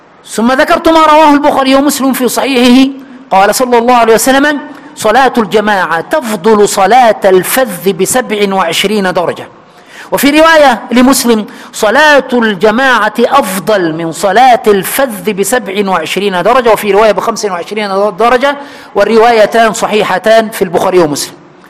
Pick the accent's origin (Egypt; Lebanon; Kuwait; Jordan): Egypt; عندنا في مصر